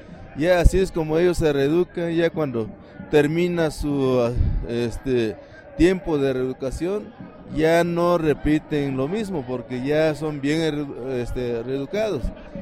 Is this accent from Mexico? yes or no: yes; Malinaltepec, Guerrero, Mexico; Soy de la comunidad de Tierra Colorada, municipio de Malinaltepec, Guerrero.